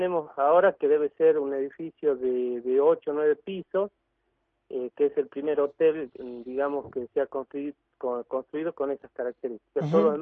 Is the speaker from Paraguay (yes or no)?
no; Avellaneda, Buenos Aires Province, Argentina; born there; now in Catamarca, Argentina; He vivido. Yo he nacido allí en Buenos Aires, ¿no?